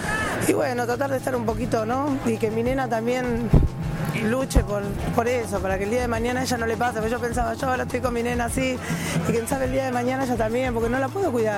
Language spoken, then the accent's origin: Spanish; San Miguel, Buenos Aires Province, Argentina; Yo soy de San Miguel. De San Miguel, provincia de Buenos Aires.